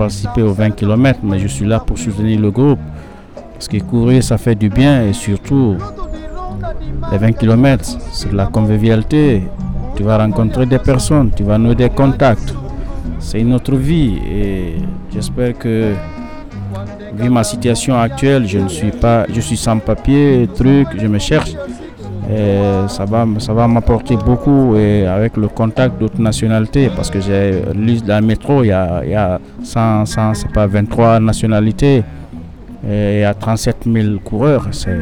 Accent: Guinea; now in Belgium; je suis guinéen, j'ai 42 ans

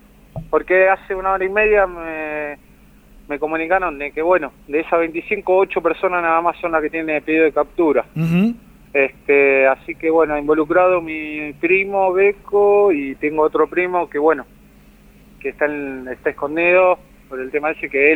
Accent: Buenos Aires, Argentina; yo soy de Buenos Aires, hace un año que estoy acá, trabajando.

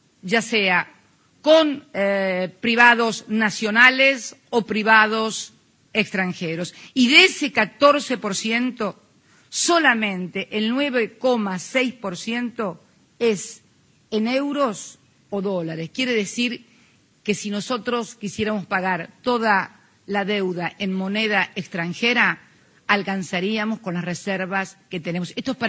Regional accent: Argentina; voy a hablar en pesos argentinos porque soy argentina.

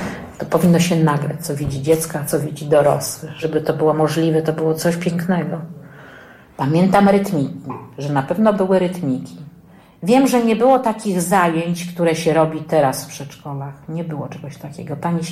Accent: Sulejówek, Masovian Voivodeship, Poland; ja jestem z Sulejówka, urodziłam się w Sulejówku, nie w Warszawie.

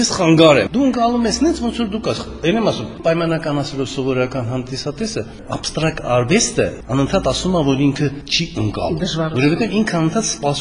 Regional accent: Nagorno-Karabakh, Azerbaijan; ես ծագումով Ղարաբաղցի եմ

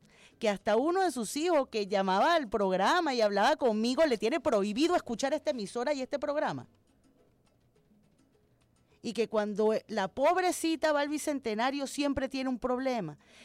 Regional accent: Caracas, Capital District, Venezuela; entiendo como una venezolana más y como una caraqueña más

